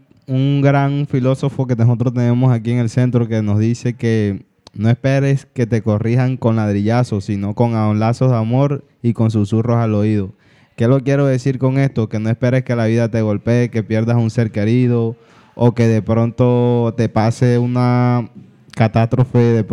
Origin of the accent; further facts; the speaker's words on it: Colombia; jóvenes, somos el futuro de Colombia y del mundo.